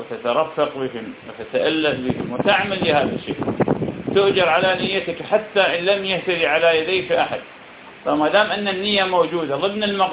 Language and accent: Arabic; Iraq; يعني في بلدنا العراق الناس بفضل الله تعالى تسبب في هذا وغيره